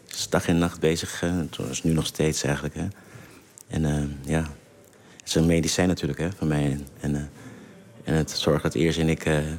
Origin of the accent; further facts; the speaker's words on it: Suriname; first language Saramaccan; Dutch is a second language; now in Netherlands; Nee, mijn moedertaal is Saramakkaans, hè.